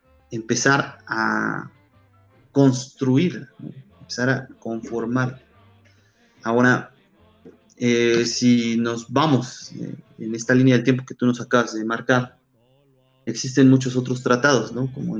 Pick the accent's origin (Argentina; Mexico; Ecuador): Mexico; identificarnos a nosotros como mexicanos